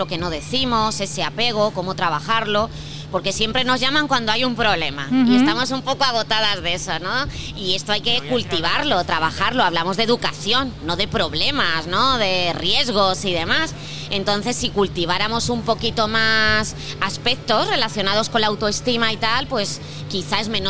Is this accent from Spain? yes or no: yes; Alcalá de Henares, Community of Madrid, Spain; principalmente trabajamos en Alcalá de Henares, ¿no? Porque, bueno, pues somos de aquí, somos del barrio, ¿no?